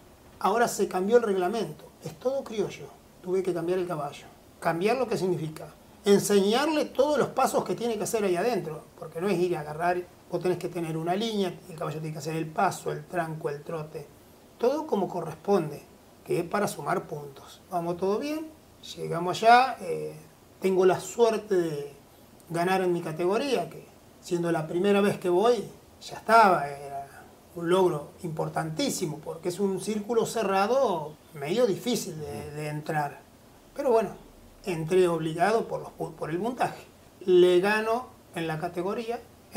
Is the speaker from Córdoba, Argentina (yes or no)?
no; Cañuelas, Buenos Aires Province, Argentina; Soy hijo de Cañuelas. En 1870 aproximadamente llega mi bisabuelo de ahí para adelante, mi abuelo tambero, mi padre tambero, y ahí seguimos las ramas toda la vida ligado al campo.